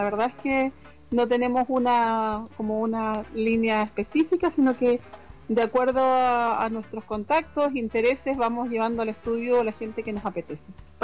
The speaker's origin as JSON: {"language": "Spanish", "country": "Chile", "said": "la mayoría de las aleteadoras somos de América Latina. De Chile en concreto, partimos así."}